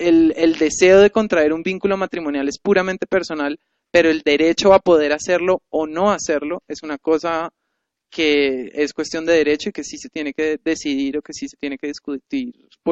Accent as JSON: {"language": "Spanish", "country": "Colombia", "said": "tienen un derecho al cual yo como colombiano no puedo acceder?"}